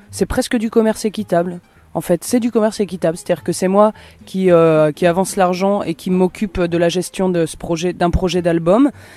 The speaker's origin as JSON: {"language": "French", "town": "Nantes", "region": "Pays de la Loire", "country": "France", "said": "j'écris des chansons. Et je les chante, je viens de Nantes."}